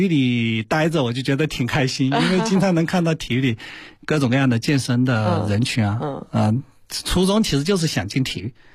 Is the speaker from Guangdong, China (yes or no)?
no; Hunan, China; 就我湖南人啊，湖南人就有时候比较叫什么呢，湖南有句话叫霸蛮